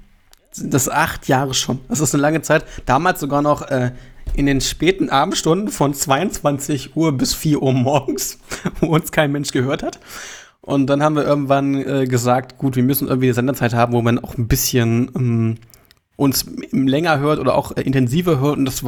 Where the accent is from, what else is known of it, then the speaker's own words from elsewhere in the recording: Hildesheim, Lower Saxony, Germany; dass wir eigentlich zwei Hildesheimer sozusagen, einer gebürtig, aber jetzt in Pinneberg lebend, sich wiedergefunden haben.